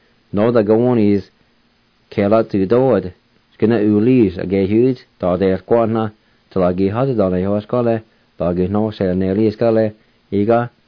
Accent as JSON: {"language": "English", "country": "United States", "first_language": "Cherokee", "second_language": "English", "said": "my first language was Cherokee, and in the long run, which I didn't realize at the time, it has helped me more than anything."}